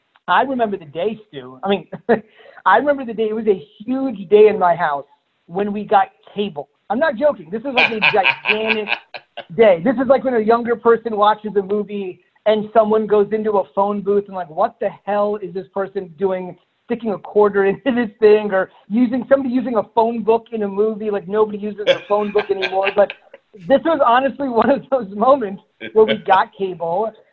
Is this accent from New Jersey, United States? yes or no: yes; New Jersey, United States; you know, I grew up in New Jersey, so the first sports talk radio station, WFAN